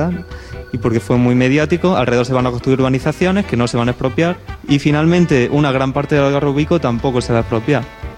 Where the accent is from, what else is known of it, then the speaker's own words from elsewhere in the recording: Almería, Andalusia, Spain; soy de Almería y este año y el año pasado hemos estado en algunos conflictos urbanísticos que han ocurrido allí.